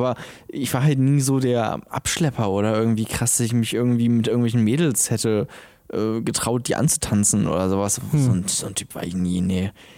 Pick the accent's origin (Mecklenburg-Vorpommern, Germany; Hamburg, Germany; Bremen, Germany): Bremen, Germany; also ich komme aus Bremen, so, da haben wir so eine Scheiße nicht.